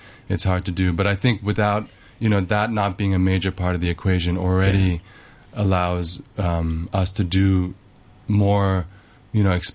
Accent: New York, United States; also born or lived in Hong Kong; I was born in New York.

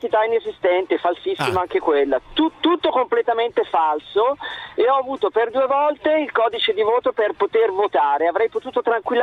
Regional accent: Bergamo, Lombardy, Italy; now in Pistoia, Italy; io sono bergamasco, trapiantato in Toscana.

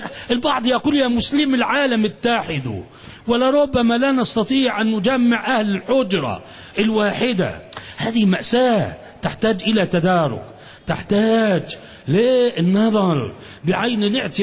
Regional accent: Alexandria, Alexandria Governorate, Egypt; الشيوخ الأكابر الأفاضل عندنا في الإسكندرية

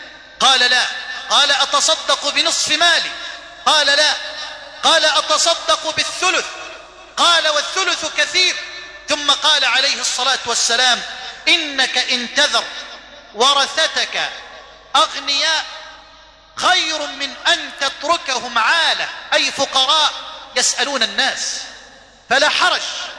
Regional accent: Egypt

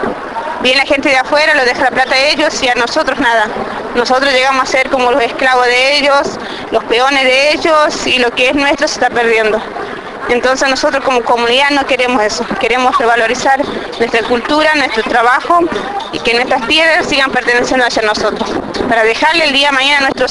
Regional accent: Tilcara, Jujuy, Argentina; soy de Tilcara, departamento de Tilcara, la provincia de Jujuy.

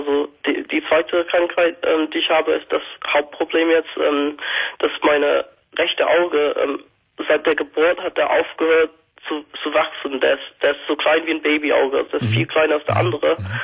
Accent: Birmingham, West Midlands, United Kingdom; German is a second language; now in Germany; Nee, von Birmingham. Der bist von England. Also ich bin seit vor fünf Jahren nach Deutschland gezogen.

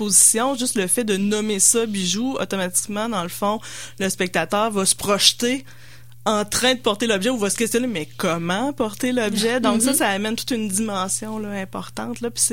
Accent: Quebec City, Quebec, Canada; Donc, moi, j'étais de Québec, évidemment.

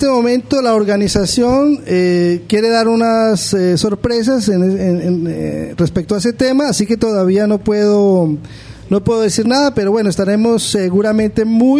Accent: Colombia; moved away; ya voy casi 11 años que salí de Colombia.

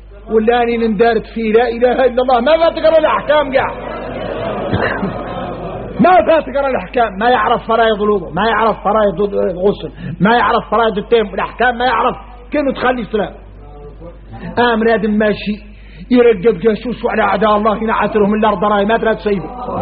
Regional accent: Mauritania; احنا موريتاني

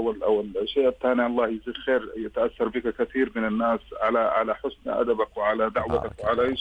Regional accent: Sudan; now in Medina, Saudi Arabia; نحن من أهل السودان نسكن المدينة المنورة.

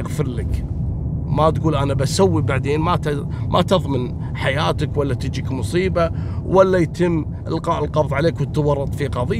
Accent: Kuwait; مثل البنت السورية عندنا في الكويت اللي اقتلت زوجها

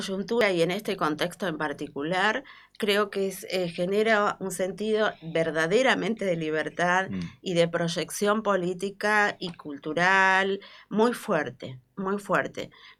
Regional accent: Bahía Blanca, Buenos Aires Province, Argentina; Me tocó vivir a los 14 años lo que fue Malvinas. Bueno, cuando era pequeña la dictadura militar en Bahía Blanca fue fuertísimo.

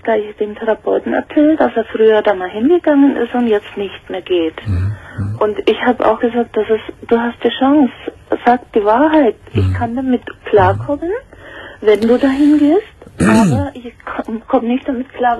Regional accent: Bavaria, Germany; now in Cologne, Germany; Ich komme ja aus Bayern und bin wegen ihm nach Köln gezogen, habe alles aufgegeben

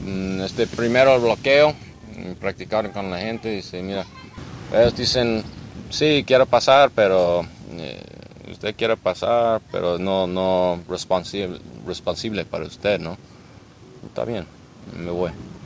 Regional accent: United States; Spanish is a second language; now in Jalisco, Mexico; Yo soy un ciudadano de Estados Unidos. Yo vivo aquí para un año y medio, más o menos. Yo vivo en Jalisco con mi esposa y dos niños.

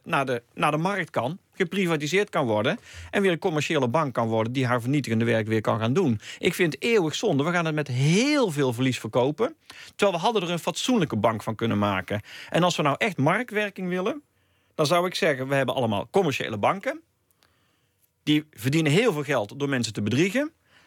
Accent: Netherlands; Heel veel geld in ieder geval hebben wij allemaal gekocht, Nederlanders, dus dat is onze bank.

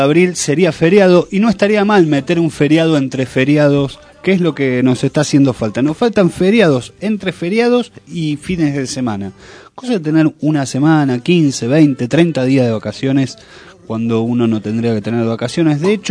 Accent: Argentina; hoy estamos recordando casos que nos enorgullecen como argentinos.

